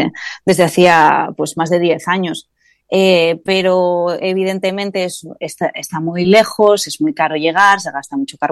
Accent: Gijón, Asturias, Spain; yo soy de Gijón, homologada de Gijón de toda la vida, y así que estar en contacto con la mar vino de la mano desde pequeñina

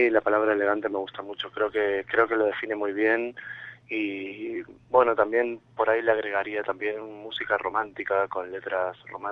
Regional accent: Argentina; now in Madrid, Spain; Horacio y yo somos argentinos, bueno, si bien mis padres son españoles y yo ya soy más un poquito español, estábamos aquí en Madrid

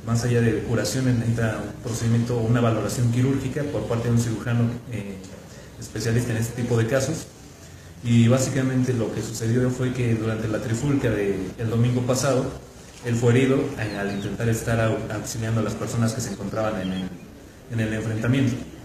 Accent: Nochistlán, Mexico; yo soy nativo de esta región, yo vivo aquí en Nochistlán, laboro en el Distrito Federal

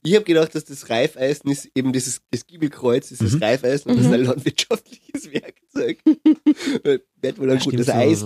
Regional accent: Carinthia, Austria; Merlen heißt das bei uns daheim in Oberkärnten, sagt man Merlen dazu, gell?

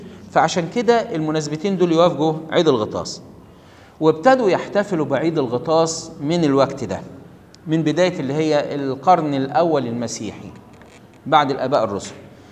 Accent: Egypt; وكان طبعا عندنا في مصر يوم 11 طوبة دوه بيقولوا، او عندنا في مصر كان المصريين الفراعنة بيقولوا

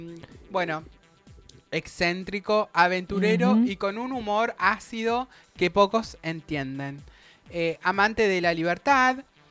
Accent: La Plata, Buenos Aires Province, Argentina; also born or lived in Misiones; Yo nací acá en La Plata, nos mudamos a Misiones. Vivimos en Misiones, nos mudamos de vuelta acá a La Plata.

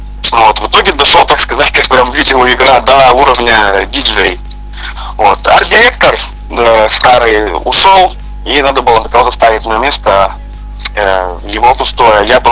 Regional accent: Kartaly, Chelyabinsk Oblast, Russia; also born or lived in Varna; Родом я сам с Челябинской области, с небольшого села под названием Варна. Я там родился, но жил я там не очень долго, потом переехал я в город Карталы, тоже рядышком, кстати, так сказать, один из моих родных городов, сейчас я в нем и нахожусь

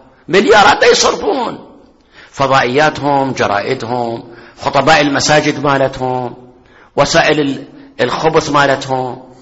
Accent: Iraq; المدارس الحكومية عندنا بالعراق واضح، ما أدري هنا

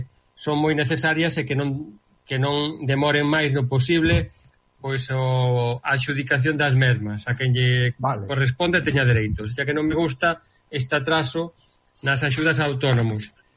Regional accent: Quiroga, Galicia, Spain; amiga de redes sociais e da miña terra, Quiroga

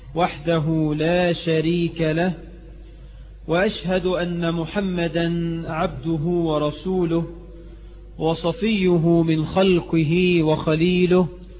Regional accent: Egypt; بلدنا مصر

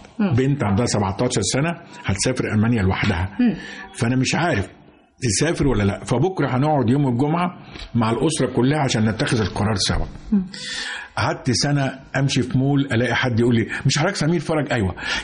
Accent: Egypt; في حاجة ما كانتش معروفة عندنا في مصر

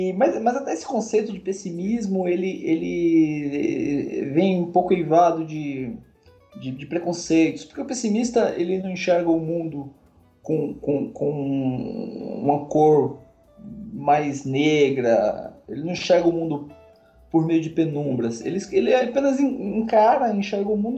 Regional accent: Jaboatão dos Guararapes, Pernambuco, Brazil; born there; eu nasci em Jaboatão dos Guararapes, né?

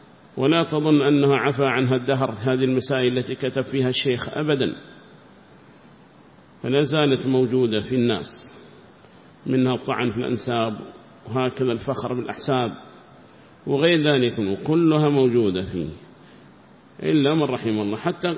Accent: Yemen; فكيف لو كان قبر النبي عندنا في اليمن

